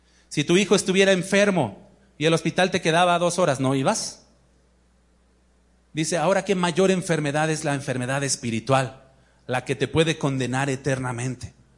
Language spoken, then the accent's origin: Spanish; Mexico City, Mexico; Yo vengo de la Ciudad de México.